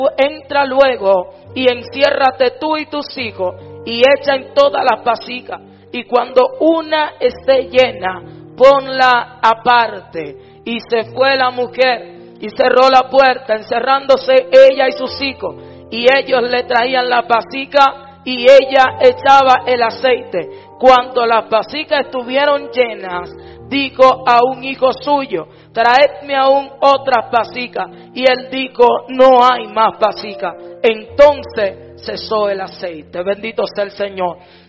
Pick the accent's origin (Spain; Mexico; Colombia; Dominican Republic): Dominican Republic; como dominicanos, nos llevamos una linda experiencia de este lugar